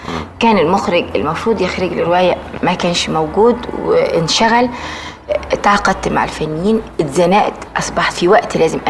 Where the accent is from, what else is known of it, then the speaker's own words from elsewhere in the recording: Egypt; وحست ان انا موجوده عندهم وانا من مصر.